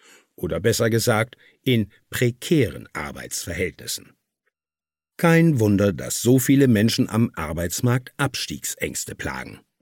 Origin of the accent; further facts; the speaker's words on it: Cologne, North Rhine-Westphalia, Germany; Man sieht die Misere zum Beispiel in meiner Heimatstadt Köln.